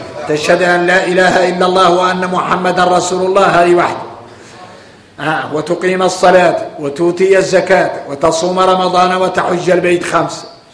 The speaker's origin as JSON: {"language": "Arabic", "country": "Mauritania", "said": "احنا موريتاني ضارك طارينا نكتشف المعادن"}